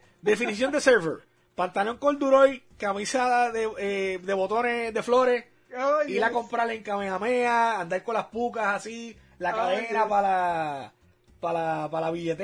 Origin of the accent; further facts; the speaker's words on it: Humacao, Puerto Rico; yo nací en Humacao, pasé mucho tiempo en Humacao también